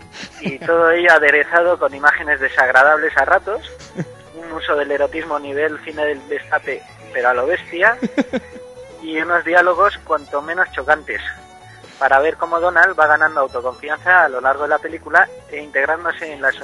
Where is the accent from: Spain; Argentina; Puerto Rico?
Spain; San Sebastián, Basque Country; Yo soy del de Amara Viejo.